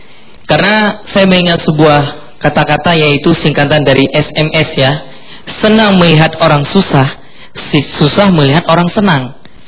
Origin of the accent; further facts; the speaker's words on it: Aceh, Indonesia; saya dari Aceh, Bapak.